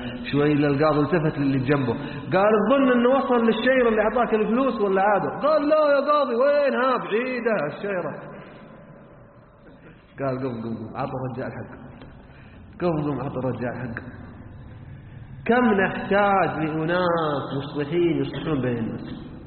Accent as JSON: {"language": "Arabic", "region": "Hadhramaut", "country": "Yemen", "said": "احنا عندنا في حضرموت مثل يقول اللي باع جنة"}